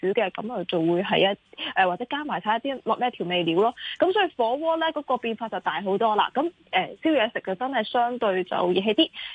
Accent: Hong Kong; 我哋香港人食唔食得咧？

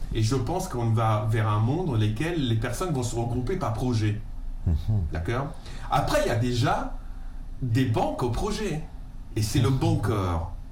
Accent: Calabria, Italy; alors moi je viens d'une région d'Europe dans laquelle il y a une des mafias les plus puissantes, ça s'appelle la Drangheta, c'est la Calabre.

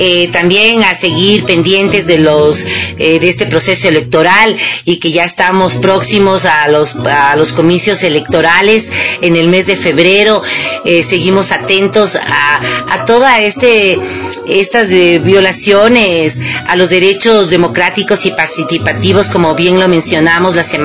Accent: Ecuador; como ciudadanos ecuatorianos y ecuatorianas

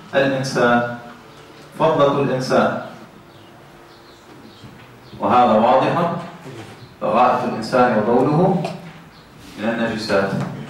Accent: Tunisia; إذا ذبحنا عندنا في تونس إذا ذبحنا نعلق الكبش في الغالب

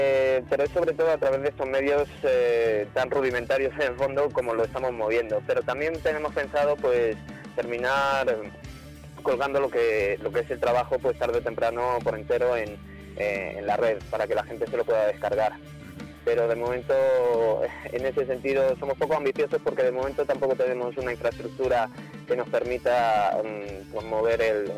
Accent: San Sebastián de los Reyes, Community of Madrid, Spain; Nosotros, dos miembros del grupo, somos de San Sebastián de los Reyes, que está pues en la provincia de Madrid

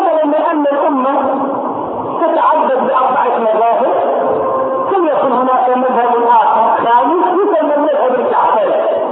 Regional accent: Egypt; فجاءت الى بلدنا مصر

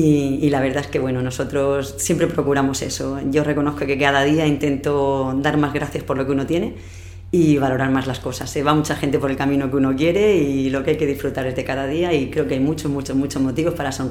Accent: Los Montesinos, Valencian Community, Spain; now in Murcia, Spain; yo nací en un pueblo de Alicante, en los Montesinos. Sí. Y bueno, pues un poco arrastrar lo que ha sido de siempre a la gente de mi pueblo, luego haber venido a Murcia a estudiar la carrera, luego me fui a hacer la especialidad de ortodoncia a la Complutense en Madrid.

